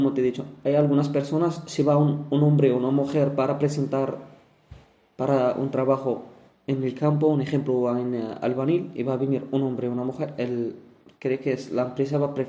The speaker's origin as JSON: {"language": "Spanish", "country": "Morocco", "moved": "yes", "lives_now": "Spain", "said": "De Marruecos."}